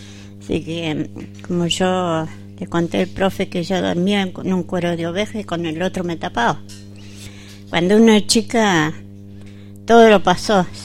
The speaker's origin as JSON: {"language": "Spanish", "town": "Cushamen", "region": "Chubut", "country": "Argentina", "tie": "born there", "said": "yo soy nacida en Cusame, pero va, registrada en Cusame y nacida en Los Tres Cerros, de Río Chico para afuera. Bueno, mi abuelo era mapuche, mi abuela también. No me avergüenza decir que soy sangre de mapuche también"}